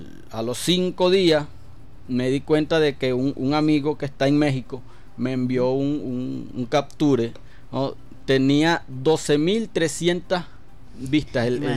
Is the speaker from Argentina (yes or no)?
no; Guaribe, Guárico, Venezuela; Guaribe, claro, es lo máximo, como hay una de las consignas principales de mi pueblo, como Guaribe no hay.